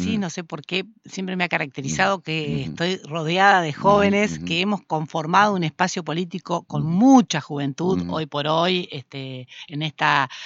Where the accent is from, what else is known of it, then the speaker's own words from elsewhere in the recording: Concordia, Entre Ríos, Argentina; Yo hace 61 años nací en Concordia, me desarrollé en Concordia, vivo en Concordia, Concordia es mi ciudad.